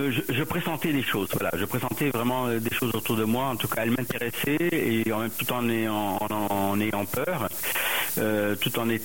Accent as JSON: {"language": "French", "country": "Lebanon", "moved": "yes", "said": "j'ai quitté le Liban, mais parce que nous, on n'a pas décidé de rester."}